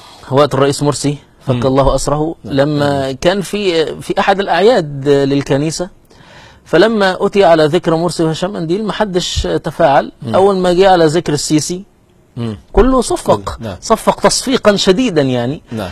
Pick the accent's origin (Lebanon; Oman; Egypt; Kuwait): Egypt; احنا عندنا في مصر هنا يريدون افهامنا بان الدولة الحديثة دي انجاز